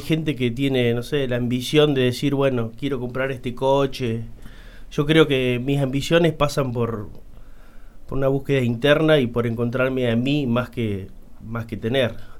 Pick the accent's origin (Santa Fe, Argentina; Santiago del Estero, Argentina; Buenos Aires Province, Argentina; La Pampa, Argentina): La Pampa, Argentina; Santa Rosa; Yo nací acá en Santa Rosa.